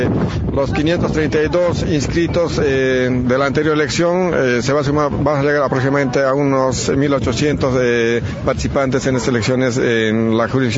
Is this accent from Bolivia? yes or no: yes; Bolivia; now in Argentina; como Bolivia y como bolivianos, tenemos que festejar en todos los lugares